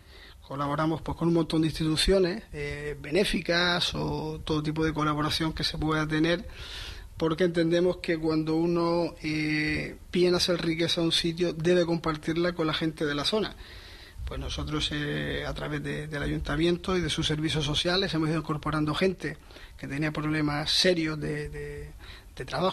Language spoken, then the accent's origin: Spanish; Canary Islands, Spain; sin llegar a los desmanes que han pasado en mi isla, yo soy de Gran Canaria